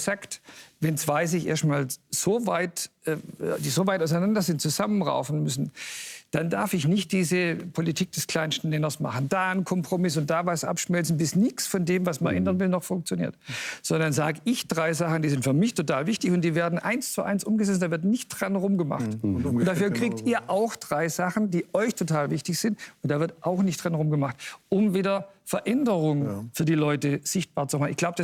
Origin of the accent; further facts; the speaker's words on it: East Germany, Germany; die ich mir wünsche als Ostdeutscher.